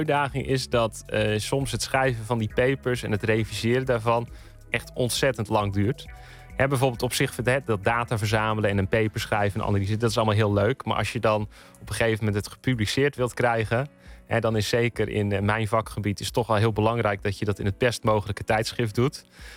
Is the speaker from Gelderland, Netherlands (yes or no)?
yes; Elburg, Gelderland, Netherlands; ik ben zelf opgegroeid in Elburg. Dat is op de Veluwe.